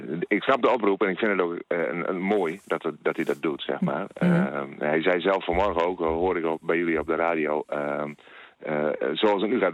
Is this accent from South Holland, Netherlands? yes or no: no; Overschild, Groningen, Netherlands; Het dorp waar ik opgegroeid ben, Overschild.